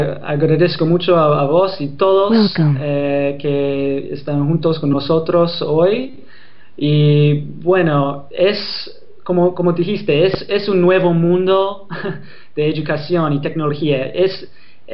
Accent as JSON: {"language": "Spanish", "town": "Boston", "region": "Massachusetts", "country": "United States", "second_language": "Spanish", "said": "Yo soy de Boston, de Estados Unidos. Por eso mi español es un poco..."}